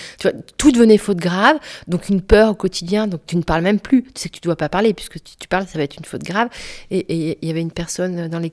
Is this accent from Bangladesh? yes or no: no; France; mais attends, je suis française